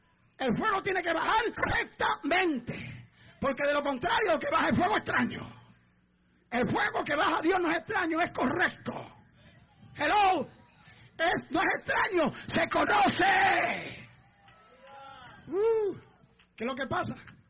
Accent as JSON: {"language": "Spanish", "country": "Puerto Rico", "said": "Yo digo que ahora los mexicanos ahí debo estar yo, que soy puertorriqueño."}